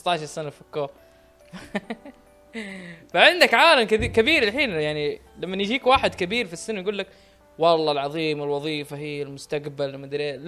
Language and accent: Arabic; Saudi Arabia; اللي عندنا في السعوديه في وزاره الاتصالات